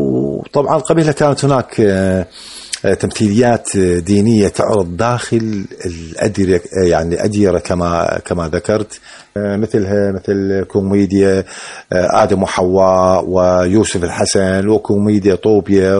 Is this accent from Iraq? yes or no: yes; Iraq; حركة مسرحية مستقرة عندنا في العراق